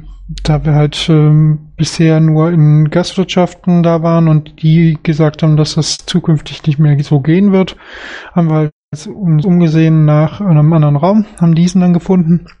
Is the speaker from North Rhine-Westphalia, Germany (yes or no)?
yes; Solingen, North Rhine-Westphalia, Germany; Also ich komme ja aus Solingen